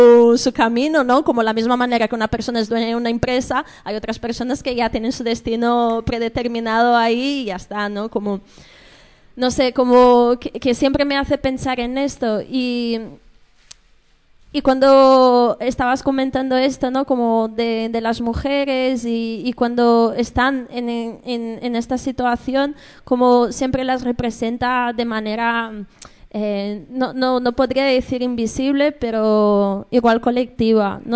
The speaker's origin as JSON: {"language": "Spanish", "country": "Brazil", "second_language": "Spanish", "said": "Bueno, porque yo no soy de aquí, yo soy de Brasil."}